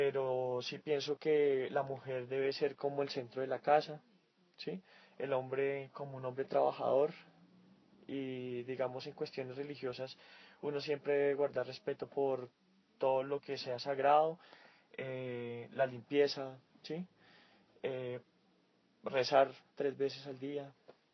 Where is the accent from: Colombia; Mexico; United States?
Colombia; born there; yo nací aquí en Colombia, sí. Mi papá es del Líbano, de Bailul, un pueblo que queda muy cerca de Beirut. Mi papá llegó alrededor de los años 80 acá